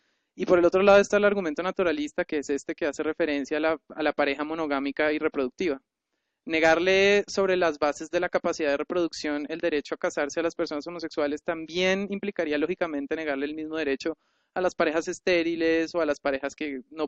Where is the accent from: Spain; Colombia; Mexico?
Colombia; un derecho al cual yo como colombiano no puedo acceder?